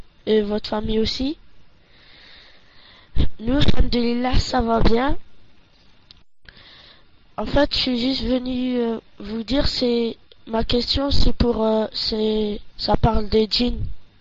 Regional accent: Belgium; de Belgique.

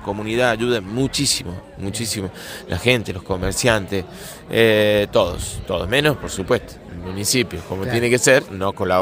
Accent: San Francisco Chañar, Córdoba, Argentina; yo he venido acá a compartir y a contar la historia de nuestro pueblo y de nuestro pago, allá en el norte profundo de Córdoba.

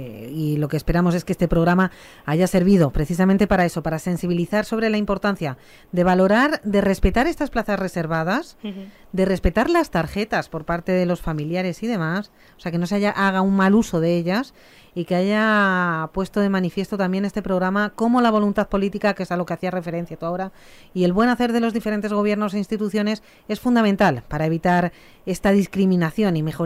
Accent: Spain; ¿Cómo somos los españoles, eh?

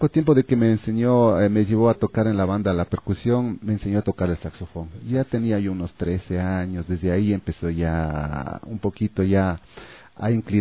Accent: San Pedro de Taboada, Pichincha, Ecuador; yo no soy de Amaguaña, yo soy de San Pedro de Taboada

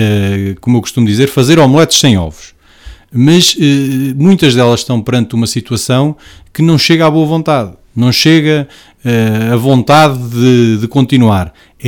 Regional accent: Portugal; Somos portugueses, pagamos impostos, contribuímos da mesma forma para o desenvolvimento das nossas regiões e do nosso país

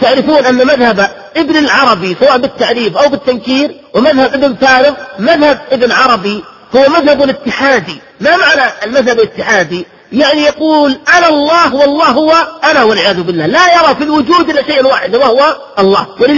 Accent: Najd, Saudi Arabia; ممن نشأوا في بلادي نجد بالتحديد

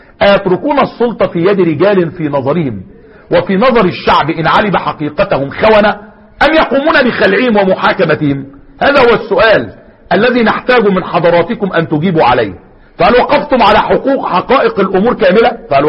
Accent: Egypt; ونجيب الفلسطينيين عندنا في سيناء

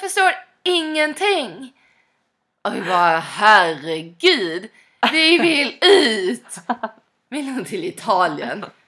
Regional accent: Skåne, Sweden; Men nu får jag tillägga att jag som skåning har faktiskt klarat mig i Stockholm ett helt år.

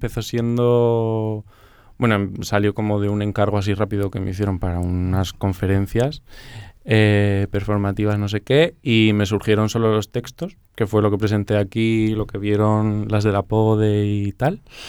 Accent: Murcia, Region of Murcia, Spain; now in Barcelona, Spain; Yo vengo de Murcia. Soy de Murcia, pero estoy aquí viviendo ya 5 añicos.

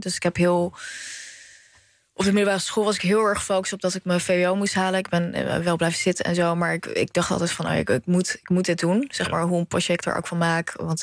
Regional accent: The Hague, South Holland, Netherlands; Ja, ik ben in Den Haag opgegroeid dus. En best wel een multiculturele wijk.

